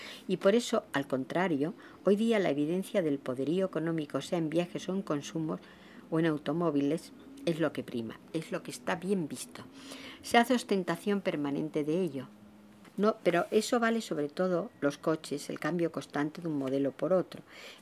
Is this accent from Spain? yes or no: yes; Extremadura, Spain; born or raised there